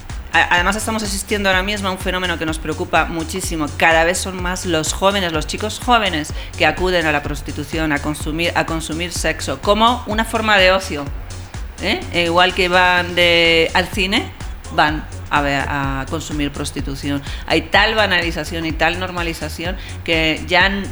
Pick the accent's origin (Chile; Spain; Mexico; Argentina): Spain; España, mi país.